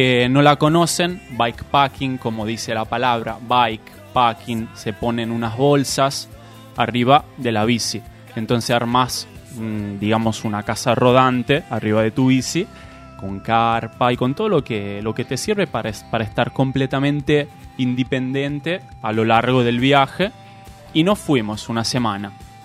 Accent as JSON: {"language": "Spanish", "country": "Italy", "lives_now": "Argentina", "said": "Yo soy italiano, pero mis padres son de acá. Por el momento me estoy encontrando acá."}